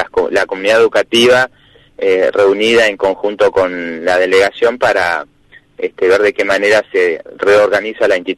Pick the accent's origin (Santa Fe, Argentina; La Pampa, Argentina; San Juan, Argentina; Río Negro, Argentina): Río Negro, Argentina; Sierra Grande; en la parte de donde soy yo, de Sierra Grande, la zona rural de Pailemán, Los Berros, Icona, Ventana